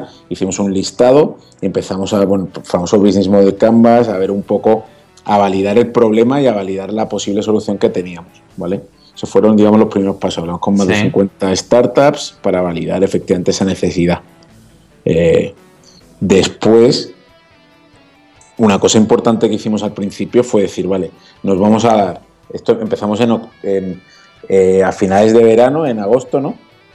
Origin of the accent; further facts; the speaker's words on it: Málaga, Andalusia, Spain; now in Madrid, Spain; yo, que soy pues medio de Málaga, medio de Madrid, o adoptado, hijo adoptivo en Madrid, y llegamos a Madrid